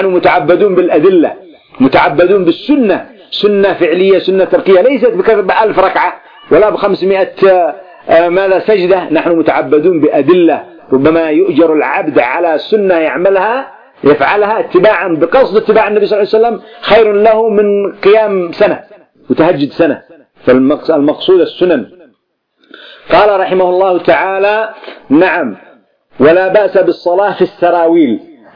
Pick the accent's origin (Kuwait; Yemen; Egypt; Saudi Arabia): Yemen; أما عندنا في اليمن